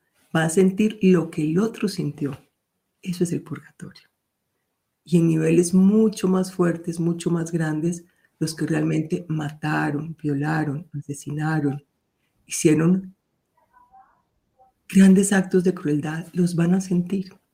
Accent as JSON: {"language": "Spanish", "country": "Colombia", "said": "que incluso como en mi país, Colombia, gente maravillosa que se enfrentó a la guerrilla y a los paramilitares para defender su pueblo"}